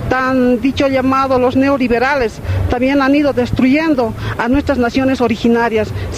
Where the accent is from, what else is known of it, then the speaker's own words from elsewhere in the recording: Oruro, Bolivia; soy del país de Bolivia, del departamento de Oruro.